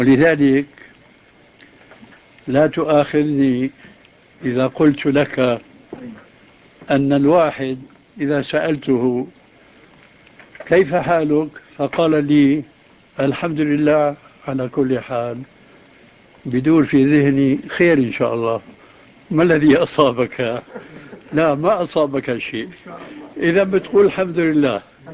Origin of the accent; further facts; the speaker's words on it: Syria; لأنه هو كما يقال عندنا في سوريا كالمنشار، بياكل الطالع والناجل